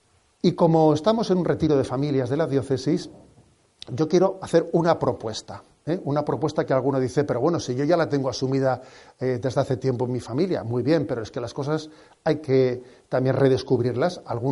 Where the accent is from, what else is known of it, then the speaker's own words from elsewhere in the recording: San Sebastián, Basque Country, Spain; Soy, como Donostiarra, también hijo de esa... No sé, he sido alumno del Colegio del Sagrado Corazón. He crecido, ¿no?, pues bajo esa mirada del corazón de Jesús, también desde el seno de la familia.